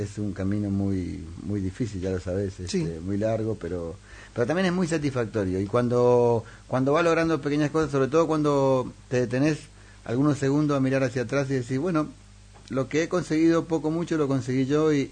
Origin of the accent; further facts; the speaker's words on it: Resistencia, Chaco, Argentina; moved away; yo dejé mi ciudad natal, que es Resistencia, en el Chaco, en Argentina, que está a 1.000 kilómetros de Buenos Aires. En realidad estoy mucho más cerca de Paraguay que de Buenos Aires.